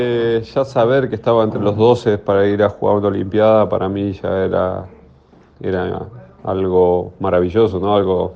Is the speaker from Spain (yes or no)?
no; Argentina; lo viví como un argentino más y como un basquetbolista más